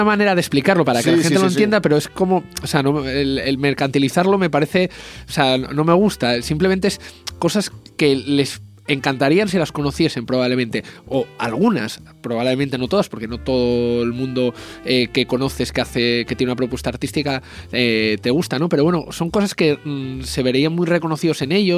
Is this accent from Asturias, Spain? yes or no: yes; Oviedo, Asturias, Spain; porque el festival se desarrolla en Oviedo, porque varios miembros de la asociación somos de Oviedo